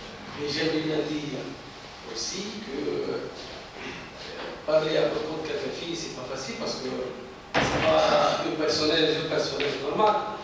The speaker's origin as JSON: {"language": "French", "country": "Tunisia", "said": "je suis tunisien"}